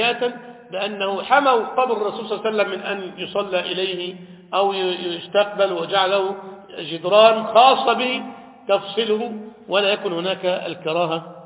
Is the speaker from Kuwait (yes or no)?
no; Egypt; هل دفن عندنا في مصر ولا في العراق